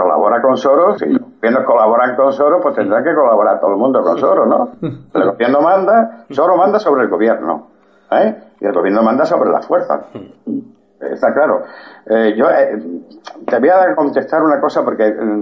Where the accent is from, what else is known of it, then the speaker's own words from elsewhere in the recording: Spain; me sentí humillado como español